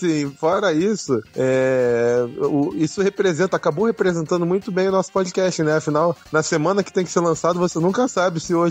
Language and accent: Portuguese; Rio de Janeiro, Brazil; accent: carioca; Meu sotaque carioca de pombo.